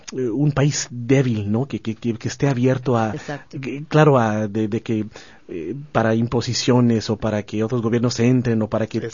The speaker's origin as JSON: {"language": "Spanish", "region": "Michoacán", "country": "Mexico", "said": "primeramente soy michoacano y tengo familia que vive ahí"}